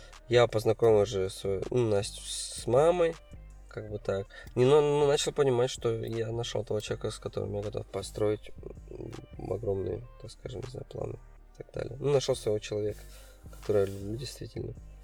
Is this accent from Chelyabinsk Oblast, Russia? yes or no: no; Kazan, Tatarstan, Russia; now in Kemerovo, Russia; Да, все здесь, в Казани. Нет, хочу сюда, конечно, вернуться. В Казани хочется играть. Все на родной город, всегда скучаю.